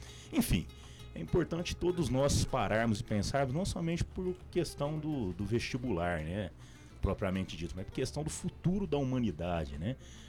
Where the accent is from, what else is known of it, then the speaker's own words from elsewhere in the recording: Ribeirão Preto, São Paulo, Brazil; Eu sou de Ribeirão Preto